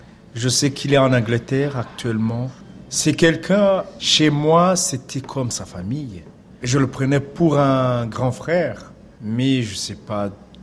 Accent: Bisesero, Western Province, Rwanda; moved away as an adult; Obisesero, c'est la campagne, ce sont les éleveurs. C'est une région qui a pu combattre, qui a pu résister pendant le génocide.

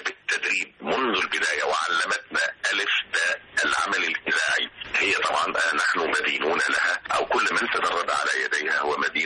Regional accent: Aswan Governorate, Egypt; now in Alexandria, Egypt; ولو لم أكن انتقلت من قريتي من أسوان إلى الإسكندرية

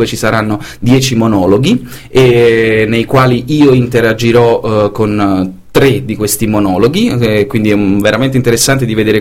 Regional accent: Salerno, Campania, Italy; moved away as an adult; now in Brussels, Belgium; Io sono originario di Salerno

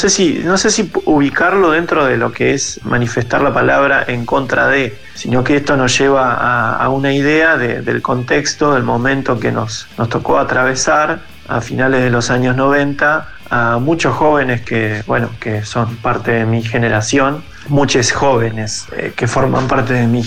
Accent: Zárate, Buenos Aires Province, Argentina; Soy de Zárate, se puede decir que de la zona norte de la provincia de Buenos Aires.

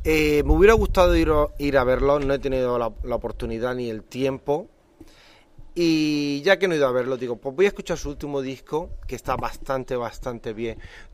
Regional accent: Murcia, Region of Murcia, Spain; yo soy de Murcia, estoy contento donde estoy

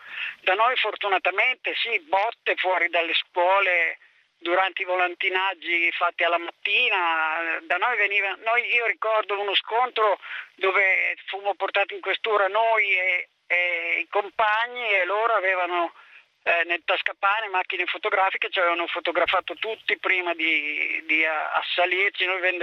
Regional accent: Bologna, Emilia-Romagna, Italy; Ma io sono di Bologna

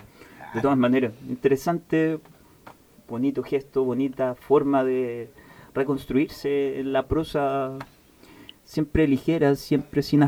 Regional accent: Santiago, Santiago Metropolitan, Chile; soy una especie de gitano. Nací en Vivaceta, pero me he cambiado a tantos barrios del Gran Santiago. Bellavista, Conchalí, Santiago Centro, Cerrillos, Maipú, Las Rejas Norte, Las Rejas Sur, Las Condes, Lampa, Valdivieso, etc.

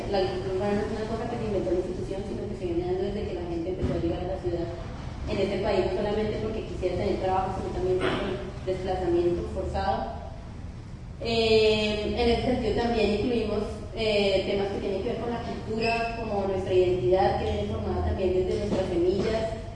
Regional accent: Bogotá, Colombia; vengo de Bogotá

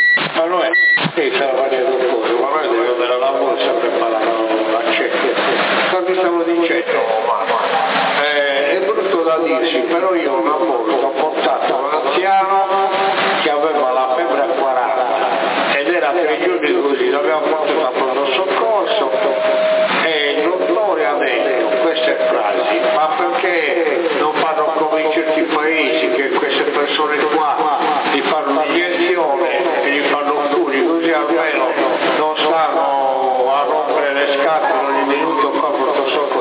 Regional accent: Sardinia, Italy; noi non siamo americani, siamo sardi.

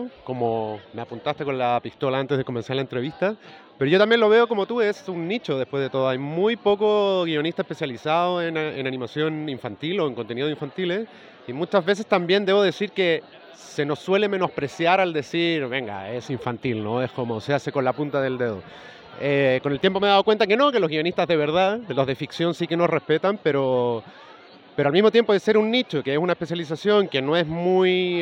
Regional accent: Chile; yo soy chileno y estoy hace 6 años.

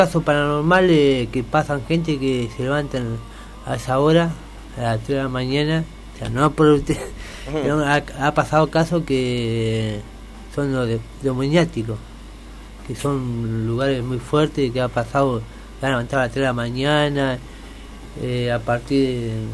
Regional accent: Chile; yo vengo de Chile

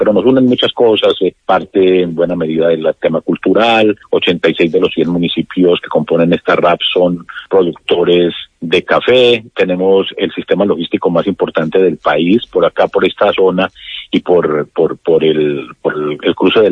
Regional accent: Pereira, Risaralda, Colombia; Yo soy de Pereira.

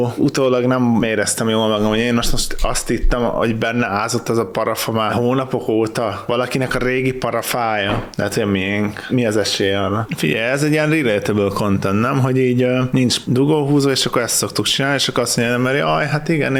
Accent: Hungary; De mint magyar, mindig előnybe fogom részesíteni a magyar kontentet.

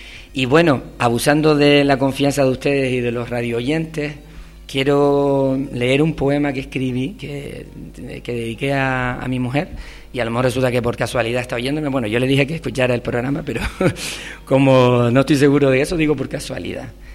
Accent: Telde, Canary Islands, Spain; yo soy de Telde y aunque Valsequillo me queda muy cerca

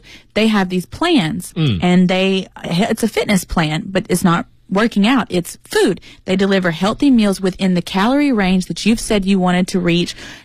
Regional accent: United States; I'm very American

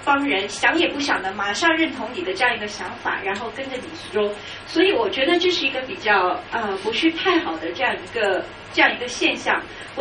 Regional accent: China; moved away as an adult; now in Hong Kong; 因为我是从内地来香港的，我从小的理想是要做记者

